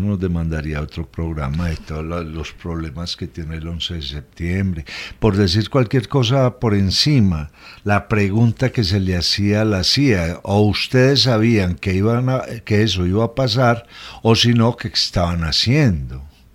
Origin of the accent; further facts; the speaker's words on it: Colombia; hay un problema con las producciones de cine y televisión colombianas, que le estamos mostrando al mundo lo peligrosos que somos